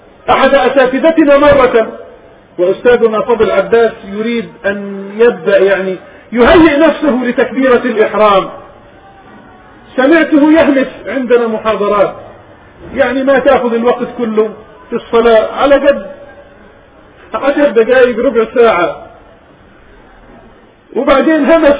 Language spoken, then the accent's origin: Arabic; Palestine; وجاء إلى بلادنا فلسطين أكثر من مرة زيارات يعلم الناس